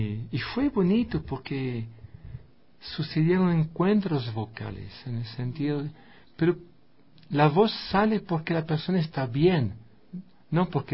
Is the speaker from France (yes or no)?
yes; France; Spanish is a second language; soy blanco, soy yanqui, vengo de Francia